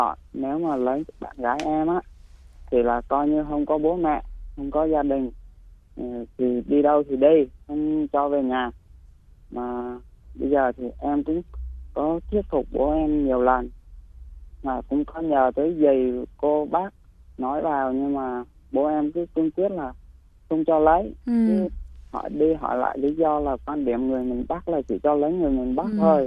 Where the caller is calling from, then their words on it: Bình Dương, Vietnam; em gọi tới từ Bình Dương ạ.